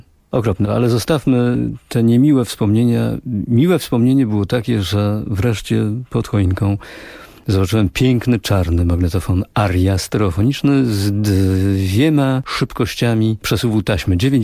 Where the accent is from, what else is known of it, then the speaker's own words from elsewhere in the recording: Silesian Voivodeship, Poland; Pochodzę z tego regionu kraju, gdzie w tym dniu, w Wigilię Bożego Narodzenia, otrzymywało się prezenty i te prezenty w naszym regionie, na Górnym Śląsku, przynosiło dzieciątko.